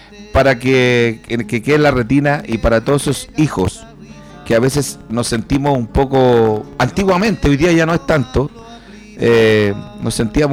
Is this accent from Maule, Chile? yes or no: no; Puente Alto, Santiago Metropolitan, Chile; born there; Yo soy nacido en Puente Alto, pero mi madre para llegar a Puente Alto recorrió muchos lugares para situarse en una toma en la Pedro Aguirre Cerda, de donde yo nací.